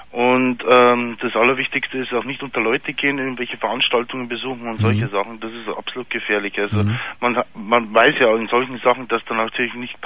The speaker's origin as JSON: {"language": "German", "town": "Pfarrkirchen", "region": "Bavaria", "country": "Germany", "said": "Und ich bin ja aus Pfarrkirchen."}